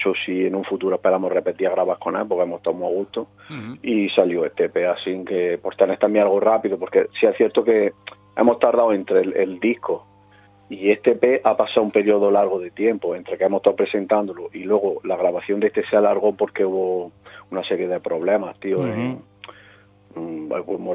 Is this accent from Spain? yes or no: yes; Jaén, Andalusia, Spain; somos de Jaén, aunque no tenemos ningún seseo ni ceseo como en otras provincias, de hecho. Quizás nos parecemos más hablando a los de Murcia que a los sevillanos, pero sí, sí, somos de aquí del sur.